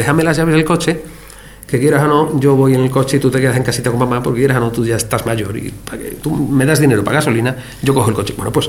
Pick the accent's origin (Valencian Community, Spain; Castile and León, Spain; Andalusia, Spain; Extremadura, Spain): Andalusia, Spain; Archidona; Mire usted, yo soy de Archidona, aquí tienen ustedes un juzgado.